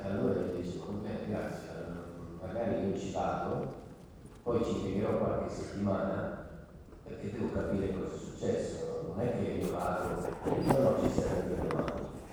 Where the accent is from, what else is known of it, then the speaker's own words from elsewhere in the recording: Veneto, Italy; È vero che vengo dalla valle del Piave, ma non da lontanone